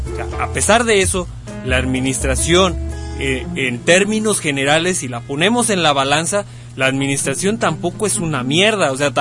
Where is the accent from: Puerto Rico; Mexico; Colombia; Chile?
Mexico; De lo que me pueda yo sentir orgulloso como mexicano